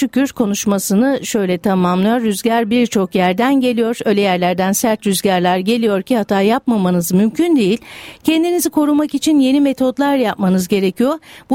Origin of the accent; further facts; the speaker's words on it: Sakarya, Turkey; born there; Ben de Türk değilim. Türkiye'de Sakarya'da doğdum ama Kosova göçmeni bir ailenin çocuğuyum.